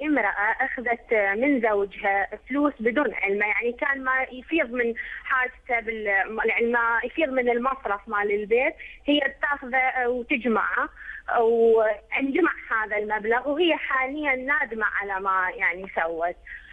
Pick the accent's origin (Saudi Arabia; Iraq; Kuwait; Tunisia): Iraq; هي يعني استشارت أحد الشيوخ عندنا في العراق